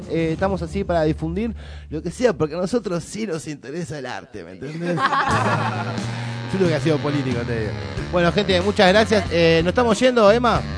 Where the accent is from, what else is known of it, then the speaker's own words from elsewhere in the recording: San Miguel, Buenos Aires Province, Argentina; Soy de San Miguel, soy de la tierra de Aldo Rico.